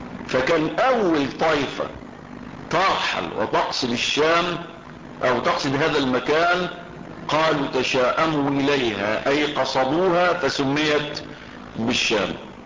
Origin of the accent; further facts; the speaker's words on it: Egypt; البدرشين دي بلد عندنا في مصر